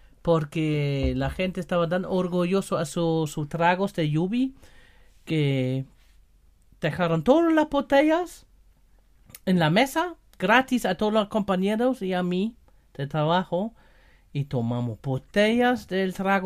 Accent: Germany; Spanish is a second language; Porque yo soy alemán y yo sabe todo el cerveza

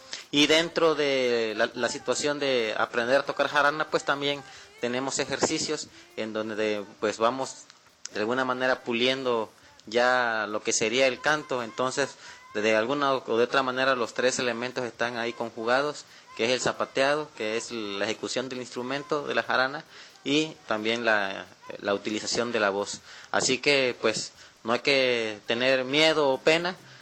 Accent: Veracruz, Mexico; una música que todavía forma parte de nuestra identidad como jarocho, como del sur de Veracruz

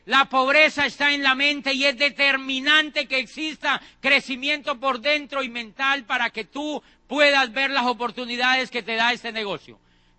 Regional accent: Colombia; Yo en mi país ya estaba diciendo que ese país no servía para nada. En Colombia, imagínate, yo decía que allí no había oportunidades.

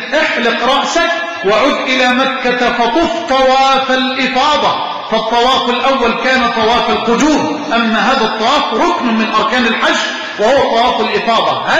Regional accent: Egypt; اللهم اجعل بلدنا مصر أمنا أمانا سخاء رخاء

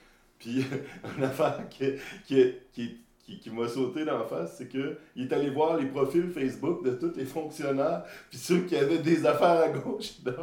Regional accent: Canada; nous, on est comme des Kalinours, les Canadiens.

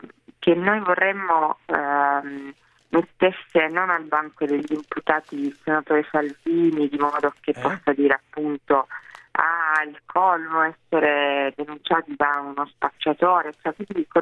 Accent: Sicily, Italy; io sono cresciuta in Sicilia e andavo a scuola con dei ragazzi

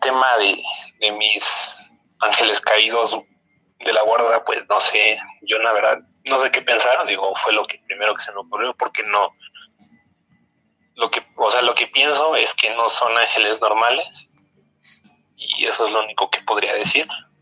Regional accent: Huixquilucan, State of Mexico, Mexico; De Huixquilucan, Estado de México.

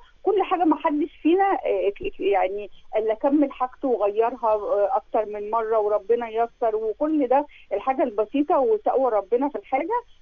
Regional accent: Alexandria, Alexandria Governorate, Egypt; من اسكندريه. احنا النهارده اسكندرانيه مكتسحين

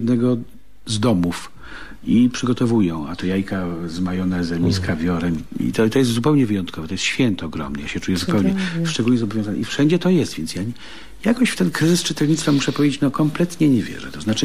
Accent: Warsaw, Masovian Voivodeship, Poland; ja jestem, no, z Warszawy.

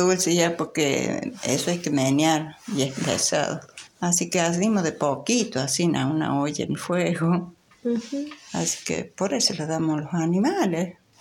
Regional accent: Luyaba, Córdoba, Argentina; Yo soy de Luyaba, arriba del Portezuelo. Ah. Ahí vivían mis padres. Sí, después, bueno, ya me casé y ya me crucé de loma.

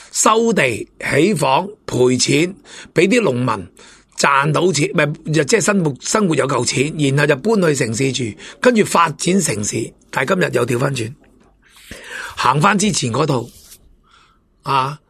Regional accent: Hong Kong; 深圳、东莞、广东省，我哋香港人最明白、最睇得到噶啦

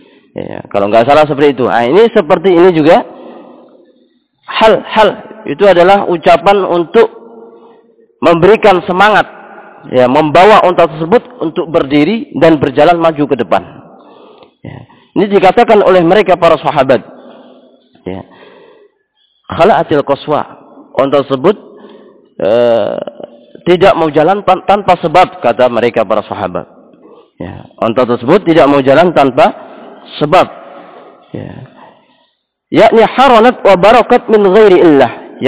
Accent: Java, Indonesia; seperti kita orang Jawa ketika di sana pernah ada yang di antara antum melantir

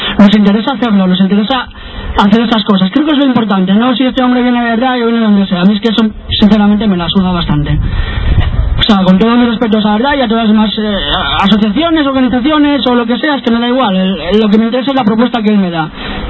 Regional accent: Langreo, Asturias, Spain; yo soy de las cuencas, yo soy de Langreo. Para mí ir a Langreo, tengo la posibilidad, yo soy de un pueblecito de Langreo, de Villa

